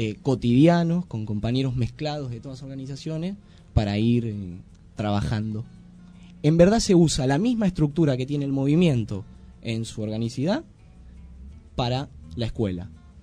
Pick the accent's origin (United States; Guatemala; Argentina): Argentina; Buenos Aires; la estigmatización con la cual vamos los argentinos y más los que venimos de Buenos Aires, ¿no?